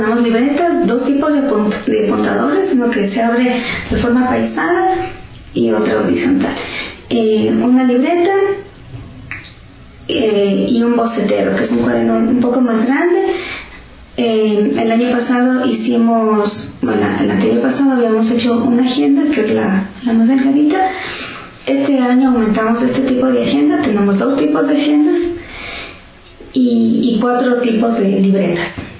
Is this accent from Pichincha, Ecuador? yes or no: no; Loja, Ecuador; yo soy de Loja.